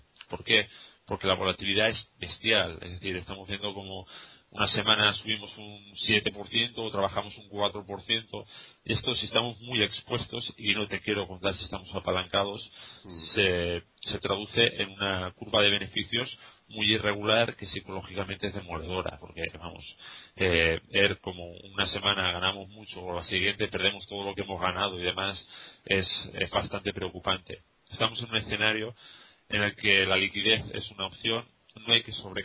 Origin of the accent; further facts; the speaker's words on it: Valencia, Valencian Community, Spain; porque soy de Valencia, ¿verdad?